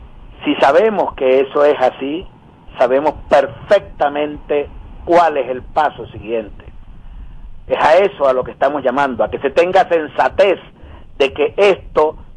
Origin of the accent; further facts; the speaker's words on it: Venezuela; la verdadera necesidad nuestra como venezolanas y venezolanos